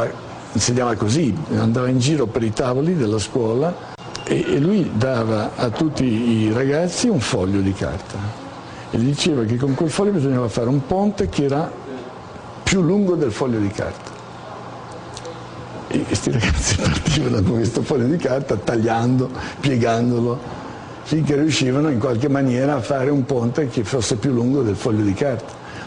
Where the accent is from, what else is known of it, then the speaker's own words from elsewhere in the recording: Genoa, Liguria, Italy; also born or lived in Milan; io sono nato a Genova, sono cresciuto a Genova, in realtà sono stato a Firenze poco e sono andato a Milano.